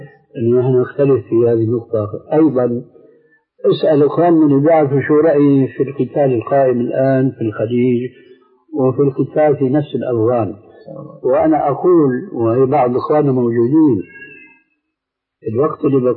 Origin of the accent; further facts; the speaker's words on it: Syria; إذا سمحت كني بيقول عندنا في الشام كني وغطاؤها